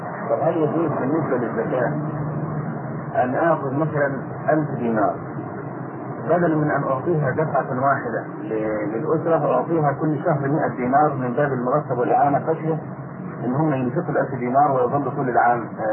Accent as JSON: {"language": "Arabic", "country": "Egypt", "said": "يعني احنا عندنا في مصر الموظف ياخد 40 جنيه مثلا"}